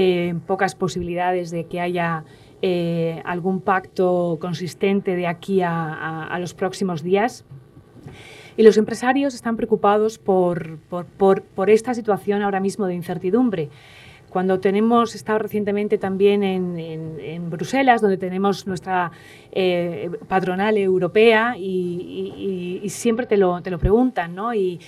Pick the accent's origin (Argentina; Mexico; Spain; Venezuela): Spain; esto ya es a nivel personal como española